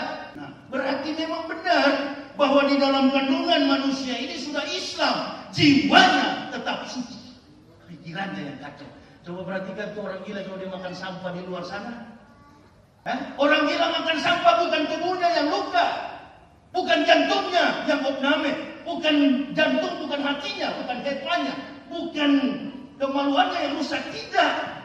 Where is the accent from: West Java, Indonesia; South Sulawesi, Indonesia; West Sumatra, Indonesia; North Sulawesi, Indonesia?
North Sulawesi, Indonesia; Manado; Tidak mudah kami orang Manado bisa menembus yang namanya gerbang hidayah